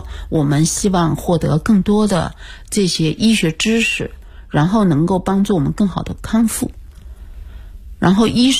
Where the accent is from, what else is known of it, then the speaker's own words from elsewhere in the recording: China; 因为日语当中它叫胶原病，我们中国人谁都没听说过